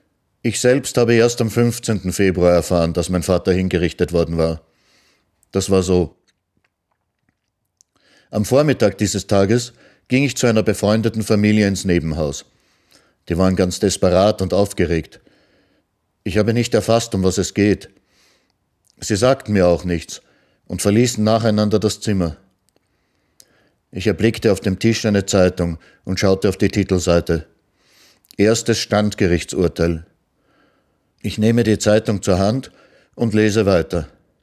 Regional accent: Austria; moved away; Erst nachher hat sich meine Mutter bereit erklärt, ins Ausland zu gehen. Dann sind wir aus Österreich geflüchtet. Wir wussten schon, dass es in die Sowjetunion gehen wird.

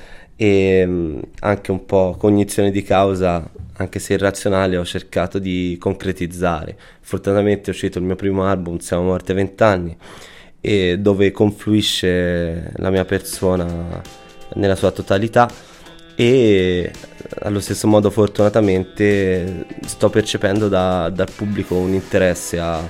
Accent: Tuscany, Italy; che è una provocazione essendo io toscano

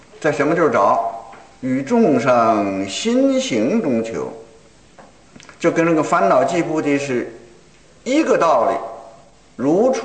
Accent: China; 那可不是像我们中国人说的，才高八斗，学富五车

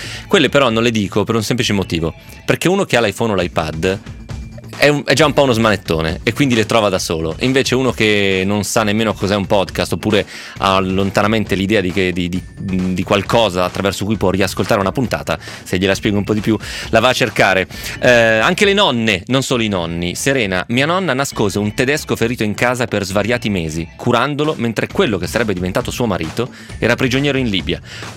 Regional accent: Piedmont, Italy; è un tratto comune anche un po' dalle mie parti, nel senso che pure i piemontesi hanno un po' quella cosa lì

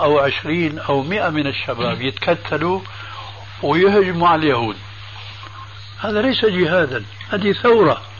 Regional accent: Syria; يقولون عندنا في سوريا عين ما بتقاوم مخرز

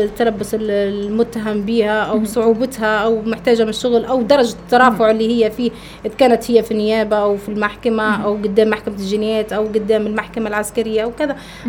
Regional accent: Benghazi, Libya; انا راهو بنت بنغازي باش نكون معك على بينه، وبنت ليبيا، وعمري ما ننكر اصلي، وانا اصلا من اسره بسيطه

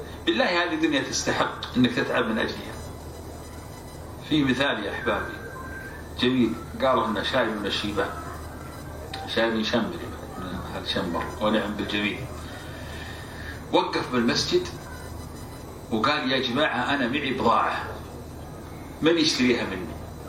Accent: Saudi Arabia; عندنا في السعودية كلهم يصحوا

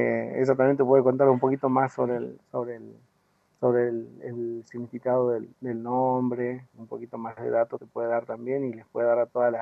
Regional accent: Mina El Aguilar, Jujuy, Argentina; born there; yo nací, por ejemplo, en Mina del Aguilar, y que es una zona parecida, nada más que, bueno, está un poco más al centro de la provincia, en el departamento de Humahuaca. Y bueno, son zonas así, puneñas, de altitud, ¿no? Con pocos pobladores, pocas casitas

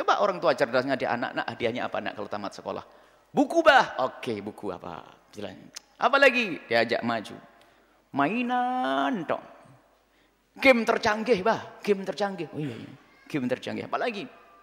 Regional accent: Ponorogo, East Java, Indonesia; saya itu juga asli Ponorogo, cuman saya kaya di sini, lupa ini

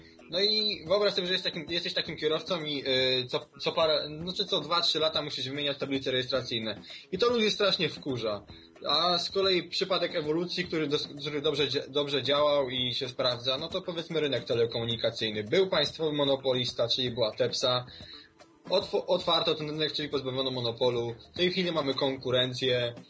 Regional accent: Skierniewice, Łódź Voivodeship, Poland; powiedzmy, ja jestem ze Skierniewic, nie?

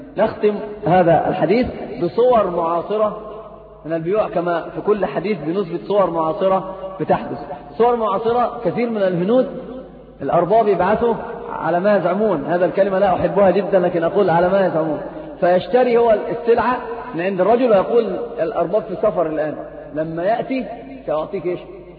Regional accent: Egypt; أيضا عندنا في مصر شيء اسمه النقطة

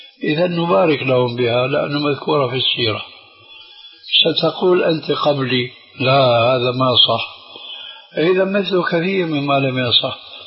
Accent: Syria; هذا موجود عند الصوفية عندنا في سوريا من زمان من زمان

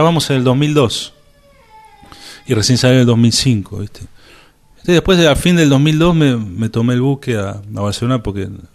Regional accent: Argentina; now in New York, United States; Yo no estoy buscando, si yo soy argentino, me pongo el poncho y toco folclore, o toco tango

